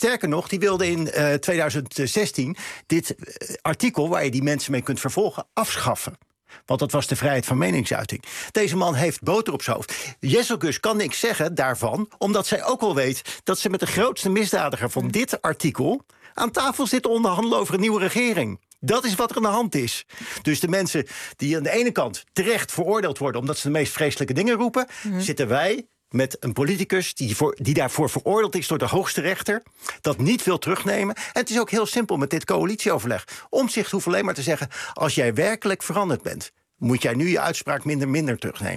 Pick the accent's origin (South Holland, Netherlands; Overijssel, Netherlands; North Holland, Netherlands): South Holland, Netherlands; Rotterdam; Ik kom uit Rotterdam.